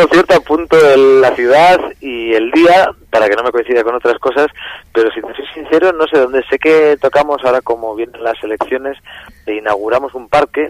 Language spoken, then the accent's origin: Spanish; Basque Country, Spain; born there; now in Cantabria, Spain; yo nací en el País Vasco, pero bueno, mi madre es extremeña, mi padre es de Segovia